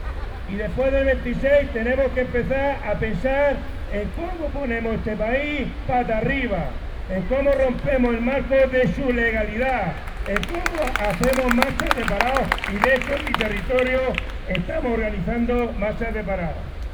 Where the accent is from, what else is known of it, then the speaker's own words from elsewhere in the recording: Region of Murcia, Spain; Yo soy murciano, soy parado ya 3 años y medio, estoy en todas las estadísticas, mayor de 45 años